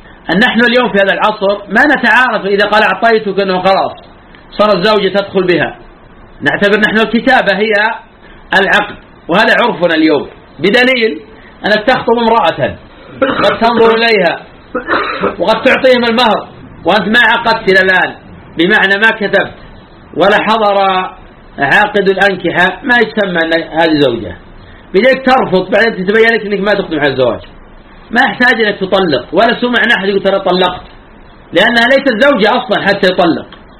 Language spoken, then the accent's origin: Arabic; Najd, Saudi Arabia; كما يفعل الآن بعض الناس في عادة عندنا في نجد